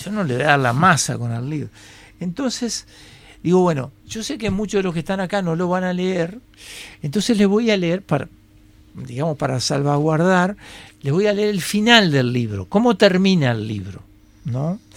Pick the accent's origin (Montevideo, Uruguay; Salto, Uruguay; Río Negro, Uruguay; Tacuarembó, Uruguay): Montevideo, Uruguay; yo nací acá en Montevideo, pero yo soy fruto de la modernidad. Entonces, yo me crié jugando con bolitas